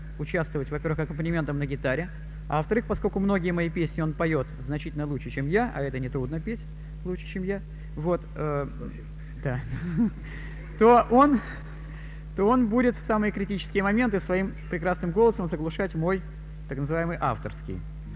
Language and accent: Russian; Leningrad, Saint Petersburg, Russia; moved away as an adult; now in Moscow, Russia; Я ленинградец, родился и прожил 40 лет жизни в этом городе. Сейчас вот я живу и работаю в Москве